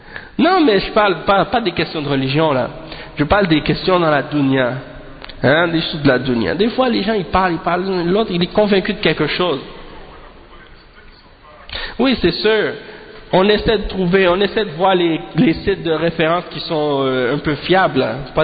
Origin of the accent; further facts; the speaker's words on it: Haiti; moi, je suis haïtien